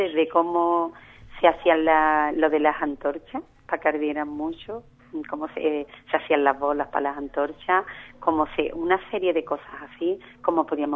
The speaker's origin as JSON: {"language": "Spanish", "town": "Ubrique", "region": "Andalusia", "country": "Spain", "tie": "born or raised there", "said": "un pueblecillo como Ubrique, y con todo el cariño que yo le tengo a mi pueblo, quiero decirte que es una cosa pequeñita"}